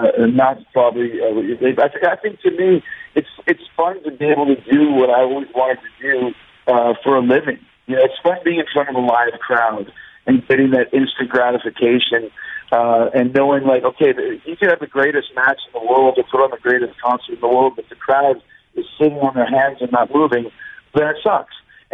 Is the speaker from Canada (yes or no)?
yes; Canada; Well, here's the thing. I'm from Canada, so there's a lot of ways we can go here.